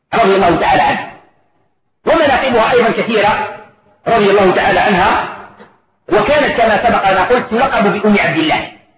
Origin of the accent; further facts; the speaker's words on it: Algeria; طبق معروف عندنا في الجزائر وفي غير الجزائر